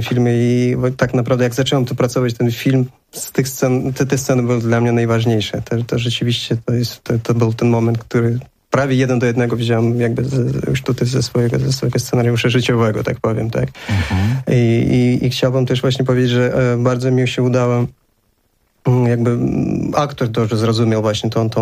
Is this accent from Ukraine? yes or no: no; Baku, Azerbaijan; Polish is a second language; moved away as an adult; now in Poland; mieszkam w Polsce 17 lat. Pochodzę z Azerbejdżanu, urodziłem się w Baku.